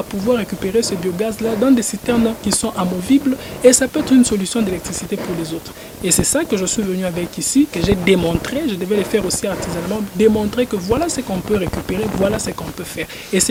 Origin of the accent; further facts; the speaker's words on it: Lubumbashi, Haut-Katanga, DR Congo; rondes dans la ville de Lubumbashi où j'ai grandi.